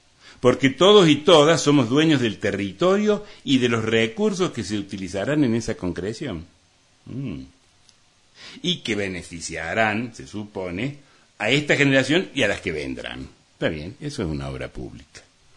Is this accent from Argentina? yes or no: yes; Córdoba, Argentina; Es decir, todos somos vecinos, todos somos argentinos, cordobeses, de Punilla.